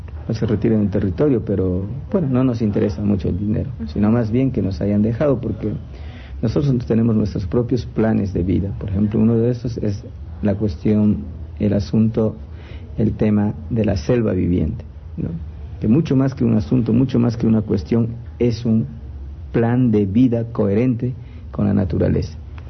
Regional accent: Sarayacu, Pastaza, Ecuador; Yo soy de Sarayacu, crecí en Sarayacu, nací en Sarayacu

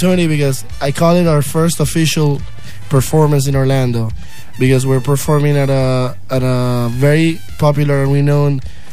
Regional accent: Venezuela; I'm from Venezuela.

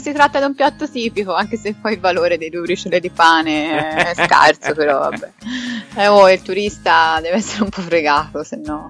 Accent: Florence, Tuscany, Italy; ti parlo da fiorentina orgogliosa

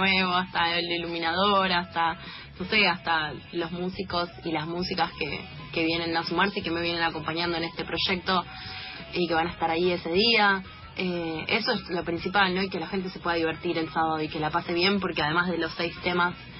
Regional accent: Buenos Aires, Argentina; De San Cristóbal, viví, ajá, toda la vida en San Cristóbal, ahora estoy en Boedo Almagro

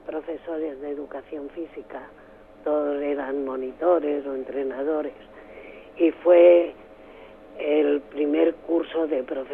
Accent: Catalonia, Spain; also born or lived in Melilla / Seville; Luego, hasta los 8 años, estuve en Sevilla, que era la tierra de mi padre. Luego de allí nos trasladaron, bueno, a toda la parte de Cataluña. Uh-huh. Estuvimos en Mollerussa, en Cervera, en Mataró, en Barcelona, y luego ya vine aquí a Ibiza.

